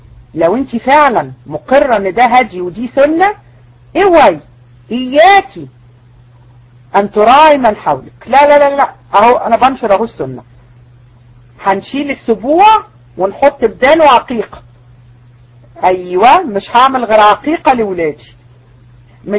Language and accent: Arabic; Egypt; احنا عندنا في مصر الناس تكره الزوجة التانية